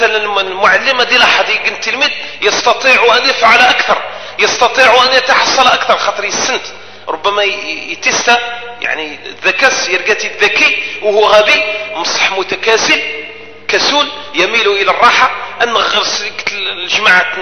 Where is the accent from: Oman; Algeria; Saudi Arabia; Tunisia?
Algeria; من حقنا كجزائريين